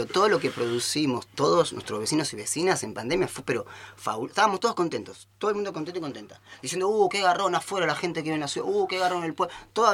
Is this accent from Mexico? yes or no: no; Buenos Aires, Argentina; moved away; Yo también nací en Buenos Aires, soy porteño, reporteño, y vine para acá ya hace 10 años.